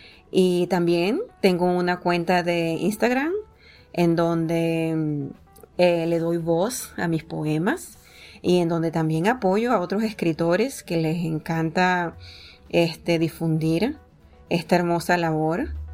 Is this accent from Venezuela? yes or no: yes; Venezuela; soy venezolana, amante de la poesía